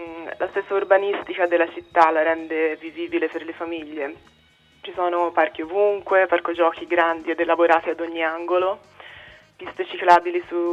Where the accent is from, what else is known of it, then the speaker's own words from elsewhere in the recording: Florence, Tuscany, Italy; now in Berlin, Germany; sono mezza svizzera, mezza americana, ma sono cresciuta a Firenze per via del lavoro dei miei.